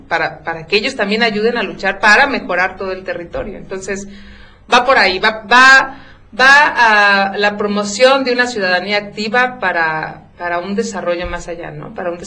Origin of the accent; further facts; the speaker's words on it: Santiago Momoxpan, Puebla, Mexico; pero yo soy de Santiago Momoxpan, yo no soy de una zona conurbada.